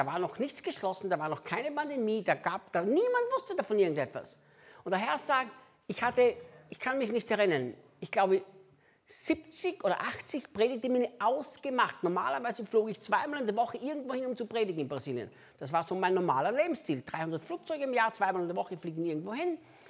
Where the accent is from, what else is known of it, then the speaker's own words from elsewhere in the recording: Austria; first language German; moved away; ich spreche Deutsch, ist ja meine Muttersprache. Ich bin ja Österreicher. Ich lebe zwar 19 Jahre nicht mehr in Österreich